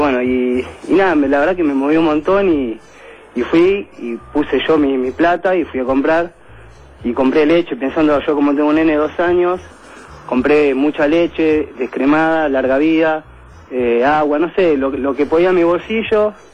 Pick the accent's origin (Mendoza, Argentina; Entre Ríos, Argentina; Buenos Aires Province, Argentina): Buenos Aires Province, Argentina; Wilde; Soy acá de Wilde.